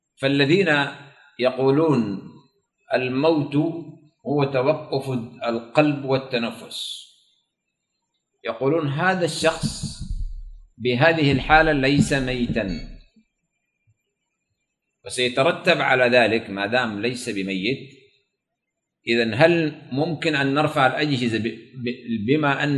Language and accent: Arabic; Sudan; وعندنا في السودان فيه إشكالية